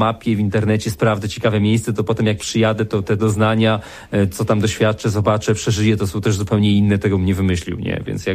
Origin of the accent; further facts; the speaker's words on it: Beskids, Poland; Tak, trochę te góry. No ja się wychowałem w tych górach, więc to jest mi bardzo bliskie.